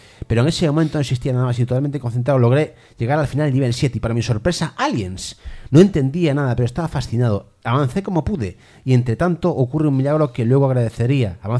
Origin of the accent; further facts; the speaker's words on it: Chile; En mi país, Chile, existe un lugar conocido como Persa Biobio.